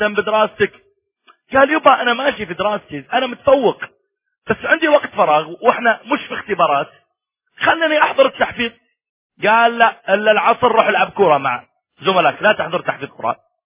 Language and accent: Arabic; Saudi Arabia; مرة كان عندي محاضرة في إحدى المناطق عندنا في السعودية